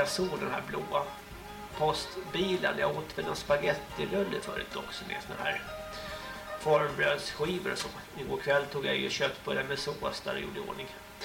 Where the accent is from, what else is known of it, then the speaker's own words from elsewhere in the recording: Märsta, Stockholm County, Sweden; Jag kommer ju från Märsta till Långsjötan här.